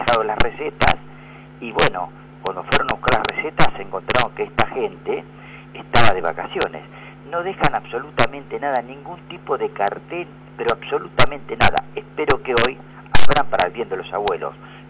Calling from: San Vicente, Argentina; de San Vicente.

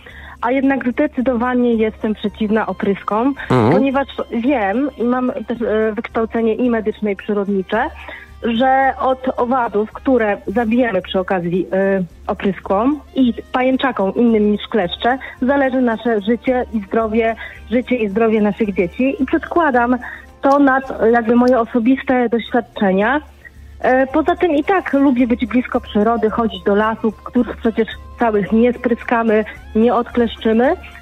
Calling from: Warsaw, Masovian Voivodeship, Poland; Ja jestem z Warszawy.

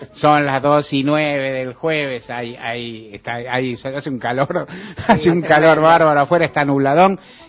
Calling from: Palermo, Buenos Aires, Argentina; de Palermo, estoy llamando porque quiero saber si están en vivo o no

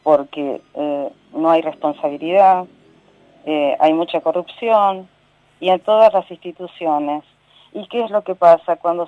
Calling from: Bella Vista, Buenos Aires Province, Argentina; de Bella Vista.

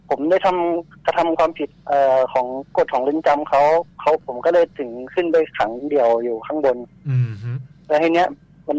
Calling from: Pattaya, Chonburi, Thailand; พัทยาครับ

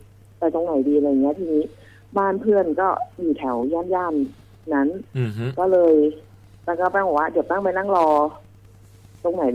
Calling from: Lopburi, Thailand; ลพบุรีค่ะพี

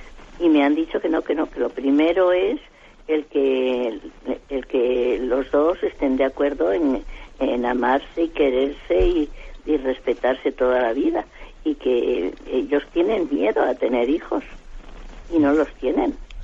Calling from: Madrid, Community of Madrid, Spain; yo soy de aquí de Madrid

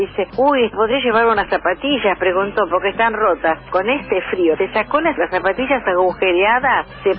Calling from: Olivos, Buenos Aires Province, Argentina; acá de Olivos.

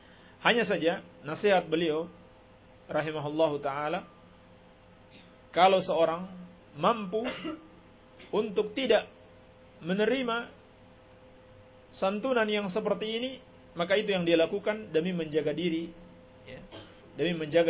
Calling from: Bima, West Nusa Tenggara, Indonesia; Saya dari Kota Bima, Pak Ustaz. Saya mau menanyakan, di sekitar kampung kita ini, kala ada upacara maulid

